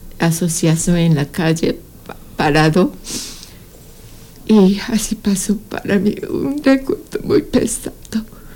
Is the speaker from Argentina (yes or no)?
no; Japan; Spanish is a second language; yo escuché algo noticia muy feo de mi pueblo. Costa norte de Japón, todo destruyó, incluye a mi pueblo.